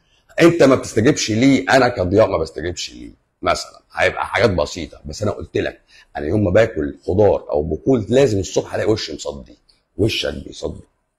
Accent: Egypt; بس ربنا وفقنا احنا كمصريين

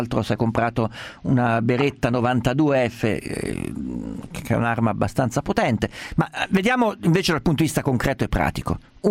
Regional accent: Perugia, Umbria, Italy; io sono di Perugia, sono nato.

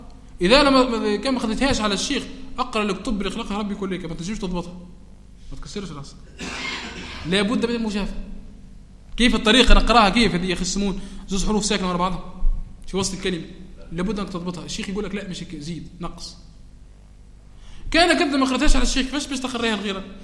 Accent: Tunisia; عندنا في تونس من يخلط بين الاجازه والشهاده

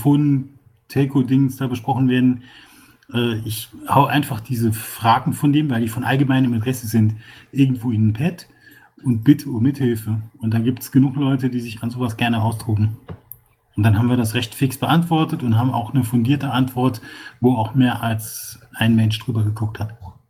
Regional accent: Saarland, Germany; dass man im Saarland weiß, dass ich 2012 dort quasi in dem Landkreis, wo ich herkomme, meinen eigenen Wahlkampf für eine ganze Woche organisiert habe

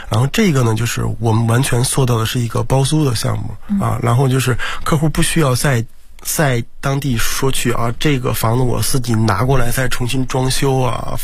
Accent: China; 或者说像我们中国人一样啊，就是那个特别的积极

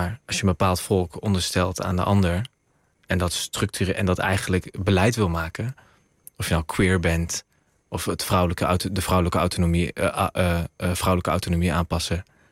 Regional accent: Roosendaal, North Brabant, Netherlands; Ik kom uit Roosendaal, hè?

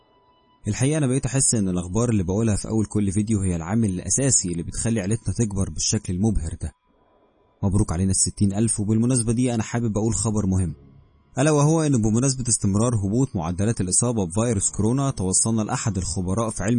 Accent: Cairo, Cairo Governorate, Egypt; now in Giza, Egypt; من القاهرة، عندي 23 سنة.

